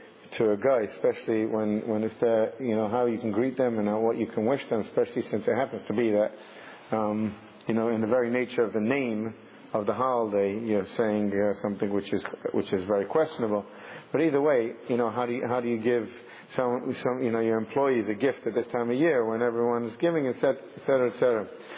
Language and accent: English; England, United Kingdom; And yet, even growing up in England, you know, just walking home from school was quite a trip.